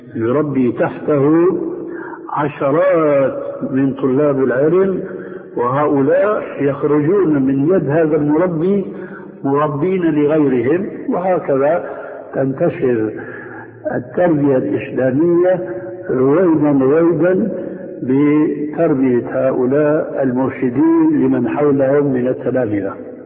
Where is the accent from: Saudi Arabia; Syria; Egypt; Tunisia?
Syria; وهنا يقولون عندنا في سوريا